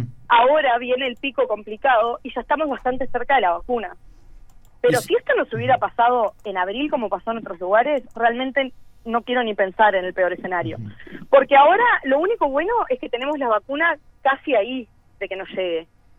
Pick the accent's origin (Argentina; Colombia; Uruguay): Uruguay; moved away; que como uruguayos podíamos entrar acá